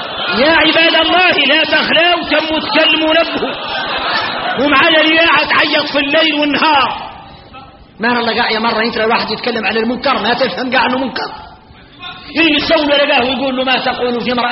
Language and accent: Arabic; Mauritania; احنا موريتاني فينا الغرائب والعجائب